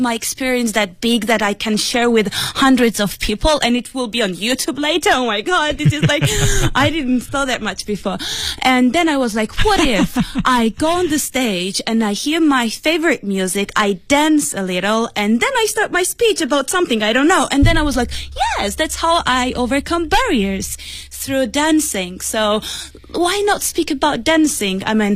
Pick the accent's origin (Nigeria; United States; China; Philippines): China; Beijing; English is a second language; Hello, Papa. I'm from Beijing.